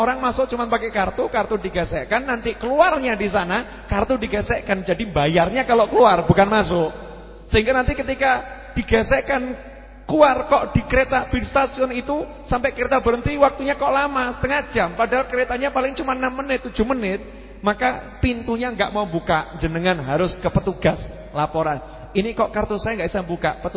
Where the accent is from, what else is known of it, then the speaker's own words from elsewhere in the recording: Surakarta, Central Java, Indonesia; born there; Syukur lahir jadi wong Solo. Ya, saya bilang syukur lahir jadi orang Solo, lahir di Indonesia.